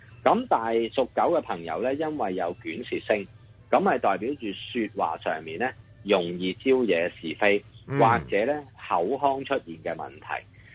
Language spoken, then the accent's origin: Cantonese; China; 咁我哋中國人呢，豬呢係我哋嘅寶貝嚟嘅